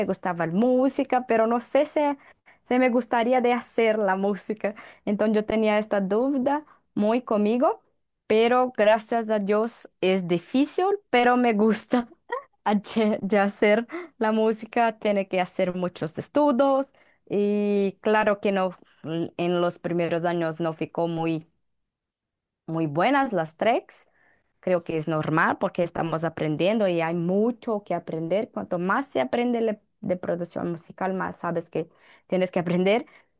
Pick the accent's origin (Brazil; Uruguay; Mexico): Brazil; Campo Belo, Minas Gerais; Spanish is a second language; mi ciudad natal, Campo Belo, en interior de Minas Gerais, un estado aquí en Brasil.